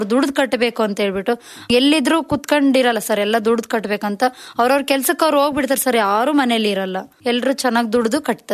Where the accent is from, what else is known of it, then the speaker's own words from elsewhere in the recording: Bidrikere, Karnataka, India; 100+ ಸಂಘ ಇದಾವ್ ಸರ್ ನಮ್ ಬಿದ್ರಿಕೆರೆಯಲ್ಲಿ. ಸಂಘದಿಂದನೇ ನಮ್ಮೂರಲ್ಲಿ ಎಷ್ಟೋ ಜನ ಚೆನ್ನಾಗಾಗಿದ್ದಾರೆ.